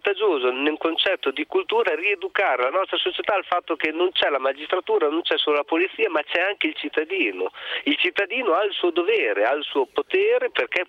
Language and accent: Italian; Bologna, Emilia-Romagna, Italy; sono di Bologna, lavoro in polizia